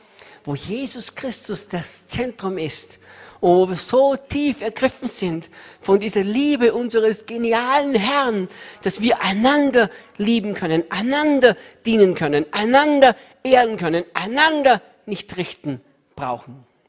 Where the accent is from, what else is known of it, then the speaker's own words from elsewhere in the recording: Austria; Ich bin Österreicher, hatte nichts gegen die Schweiz, niemals. Wir Österreicher denken, die Schweiz ist ein geniales Land.